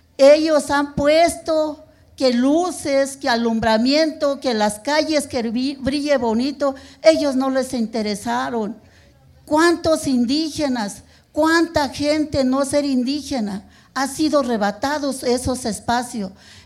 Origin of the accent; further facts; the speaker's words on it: State of Mexico, Mexico; now in Mexico City, Mexico; Soy del Estado de México, pero tengo muchos años de vivir en la Ciudad de México. Soy residente en la Ciudad de México.